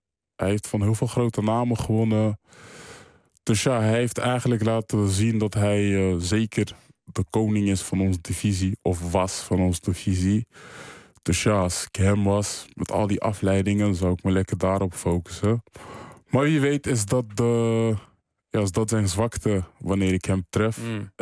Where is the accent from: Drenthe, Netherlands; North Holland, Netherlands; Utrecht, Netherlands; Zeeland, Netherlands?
Utrecht, Netherlands; Amersfoort; in Amersfoort, waar ik vandaan kom